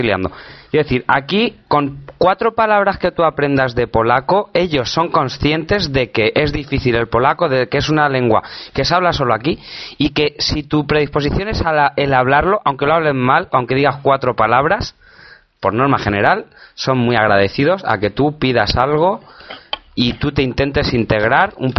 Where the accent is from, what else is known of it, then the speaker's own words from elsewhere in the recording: Spain; now in Poland; Nosotros somos españoles que estamos fuera, ¿no? O hemos estado o estaremos.